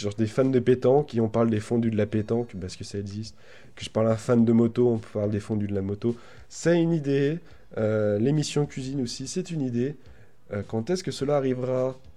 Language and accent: French; Nancy, Grand Est, France; born there; tout ça pour dire que vu que je suis né à Nancy, ça me fait une très bonne transition.